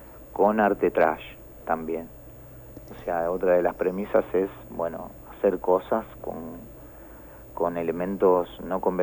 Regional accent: Argentina; Somos argentinos, ¿no?

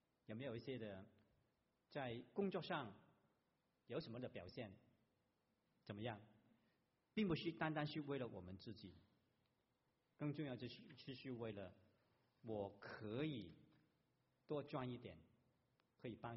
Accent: Guangdong, China; accent: Cantonese; Chinese is a second language; 我们广东话这个谎言就是大话

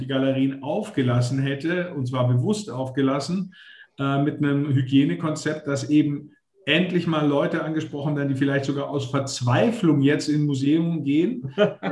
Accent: Konstanz, Baden-Württemberg, Germany; born there; gebürtiger Konstanzer, mache seit 34 Jahren Magazinverlag

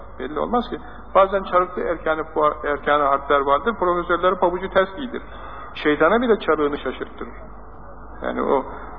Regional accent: Ankara, Turkey; Ankaralıyız.

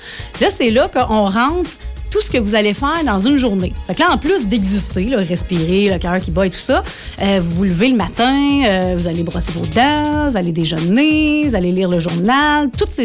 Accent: Saint-Lin, Quebec, Canada; accent: Saint-Lin; ça, c'est mon accent de Saint-Lin qui ressort.

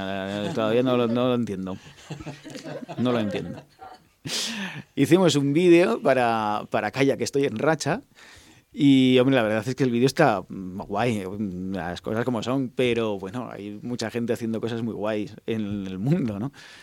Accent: Spain; now in Netherlands; Y bueno, cuando estoy en Holanda sigo siendo... Aquí soy el holandés, allí soy el español.

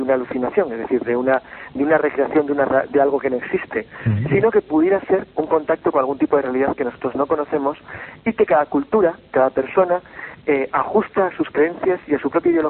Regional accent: Santander, Cantabria, Spain; moved away as an adult; cuando yo vine de Santander

